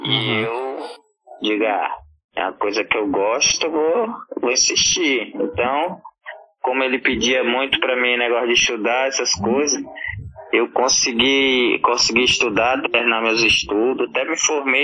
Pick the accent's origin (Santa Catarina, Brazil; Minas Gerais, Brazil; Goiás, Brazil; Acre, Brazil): Acre, Brazil; Rio Branco; Sou de Rio Branco